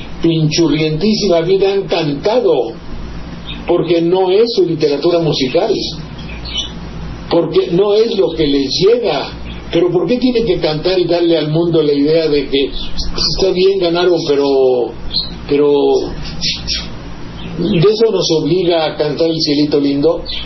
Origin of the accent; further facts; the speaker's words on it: Mexico; Si yo soy mexicano, lo soy, punto.